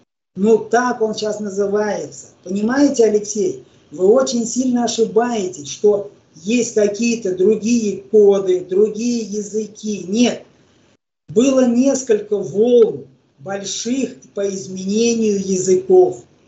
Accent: Ukraine; Мы, я украинец, родители, деды, бабы украинцы

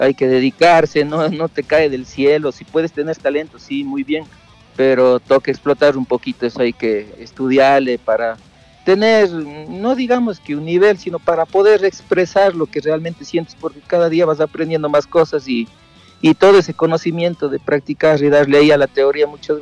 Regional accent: Biblián, Cañar, Ecuador; Sí, todos somos de Biblia

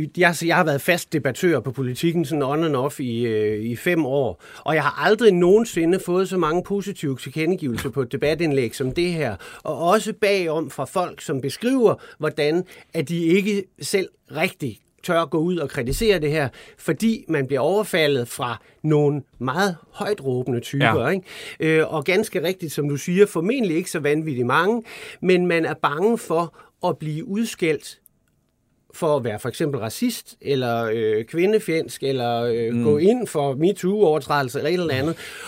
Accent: West Jutland, Denmark; men jeg kommer altså også over fra Bibelbæltet

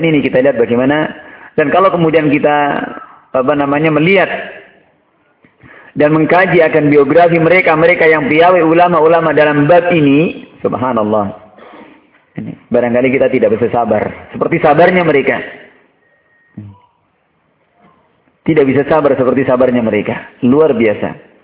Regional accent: Surakarta, Central Java, Indonesia; Kalau saya orang Solo bilang, tafsir saya utiletewe.

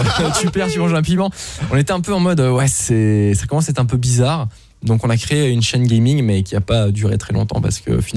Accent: Luxembourg; je suis né au Luxembourg, j'ai grandi là-bas, j'ai fait le système luxembourgeois, c'est très germanique

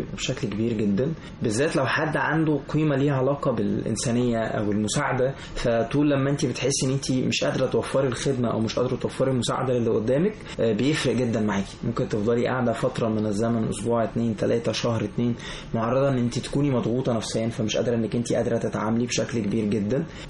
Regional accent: Egypt

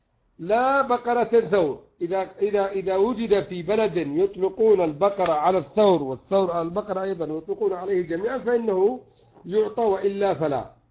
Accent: Yemen; وعندنا في اليمن مثلا على الحمار فقط

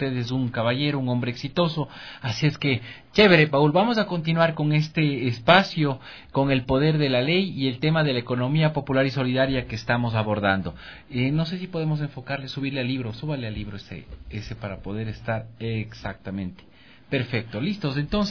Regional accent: Ambato, Tungurahua, Ecuador; es muy bonito para quienes somos de Ambato haber estudiado

